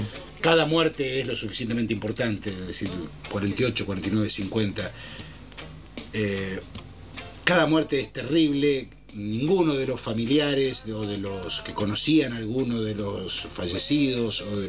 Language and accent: Spanish; Argentina; todavía no hemos podido resolver como argentinos